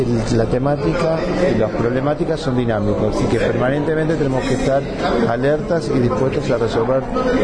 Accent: Argentina; estoy orgulloso como argentino del recorrido hecho.

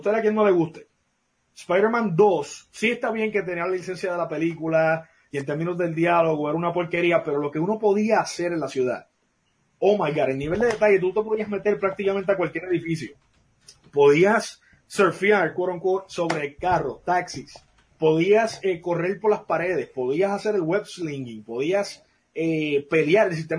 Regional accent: Puerto Rico; específicamente a nosotros que somos puertorriqueños

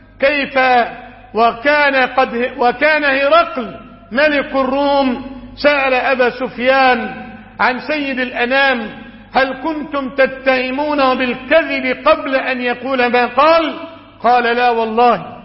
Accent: Egypt; بلادنا مصر

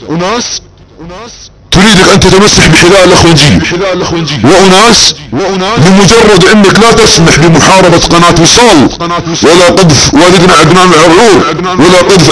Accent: Saudi Arabia; وانا سعودي، وانت سعودي

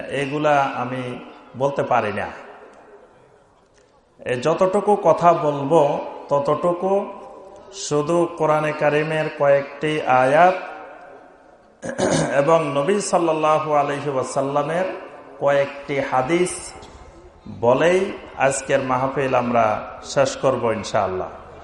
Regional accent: Chittagong Division, Bangladesh; এর আগে ছাগলনাইয়া তারপর সোনাগাজী ওইসব অঞ্চলে তো আমার নিজের এলাকা

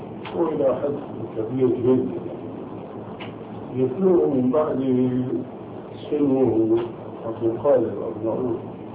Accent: Syria; now in Amman, Jordan; وسوري مثلي

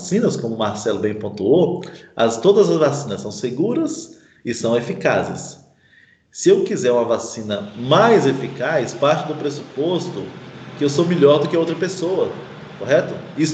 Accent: Minas Gerais, Brazil; now in Pernambuco, Brazil; Eu sou mineiro, né? Trabalho aqui em Pernambuco, gosto muito.

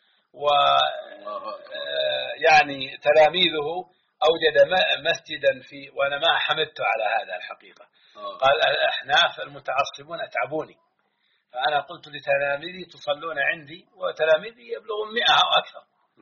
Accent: Hejaz, Saudi Arabia; ونحن إخوانكم من مكة والمدينة

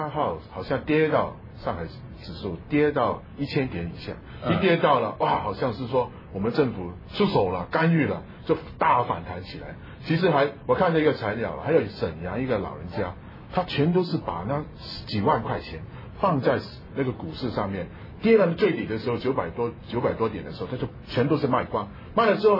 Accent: Hong Kong; 哇，我们香港人看起来要死要心脏病

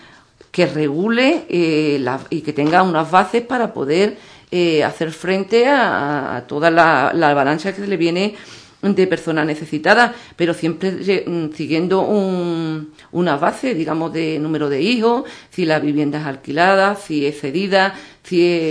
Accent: Andalusia, Spain; porque somos andaluces

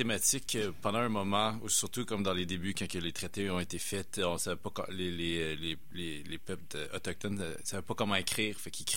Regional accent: Winnipeg, Manitoba, Canada; born there; Cree. Ma réserve est 6-7 heures au nord de Winnipeg. Je suis né à Winnipeg. C'est Opaskwayak Cree Nation.

